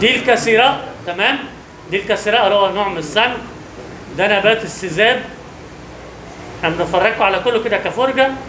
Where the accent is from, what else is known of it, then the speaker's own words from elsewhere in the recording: Egypt; بس هنوريك أنواع طبعا مش موجودة عندنا في مصر أبدا،